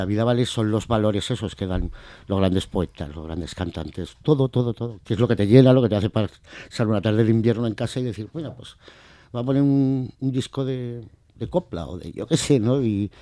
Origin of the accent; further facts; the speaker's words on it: Cuarte, Spain; yo vine de aquí, de Albacete, me quedé en el parador de ciclista. Luego me subí a Cuarte y bueno, prácticamente mi niñez fue en Cuarte en todo.